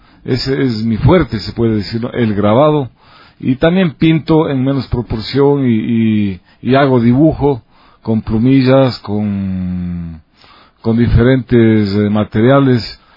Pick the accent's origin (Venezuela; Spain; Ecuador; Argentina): Ecuador; Ibarra, Imbabura; Realmente yo vengo de la provincia de Imbabura. Soy originario de Ibarra